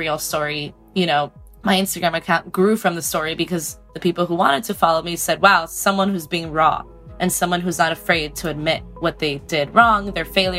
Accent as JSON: {"language": "English", "town": "Miami", "region": "Florida", "country": "United States", "lives_now": "New York City, United States", "said": "I'm originally from Miami, but I live in New York City."}